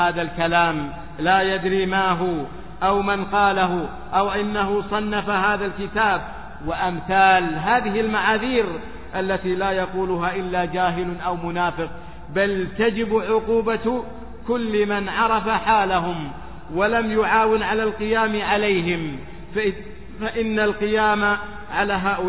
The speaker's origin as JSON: {"language": "Arabic", "country": "Saudi Arabia", "said": "ثم قامت فخرجت في بلادنا السعودية وغيرها"}